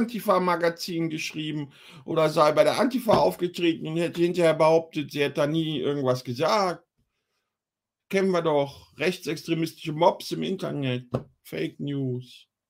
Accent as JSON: {"language": "German", "town": "Wuppertal", "region": "North Rhine-Westphalia", "country": "Germany", "tie": "born there", "said": "Ich bin in Wuppertal geboren, mein Freund."}